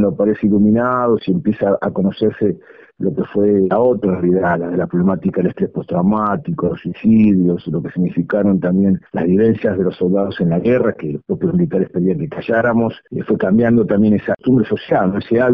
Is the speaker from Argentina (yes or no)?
yes; Argentina; nos marca como identidad argentina, que es las Islas Malvinas